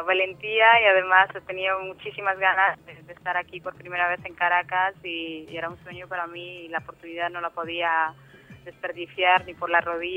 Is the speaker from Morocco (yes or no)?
yes; Morocco; Spanish is a second language; moved away as an adult; now in Spain; Sí, soy de Marruecos. Nacida, nacionalizada en Marruecos y pasado toda la vida en Marruecos, sí.